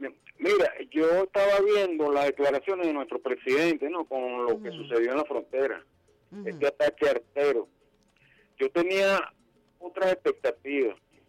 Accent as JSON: {"language": "Spanish", "country": "Venezuela", "said": "yo como venezolano"}